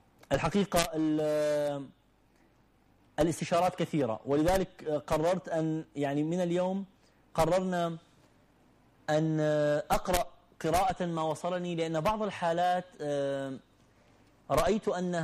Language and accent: Arabic; Iraq; also born or lived in Gulf; أنا من العراق